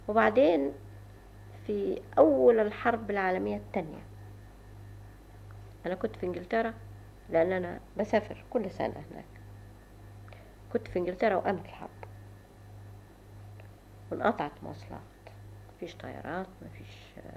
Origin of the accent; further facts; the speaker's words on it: Egypt; وكنت أنا أول مصرية اختارتني عشان تفتيش اللغة الإنجليزية